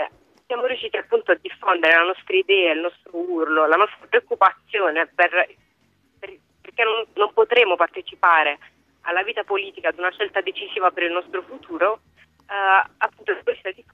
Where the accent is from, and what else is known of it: Apulia, Italy; now in Durham, United Kingdom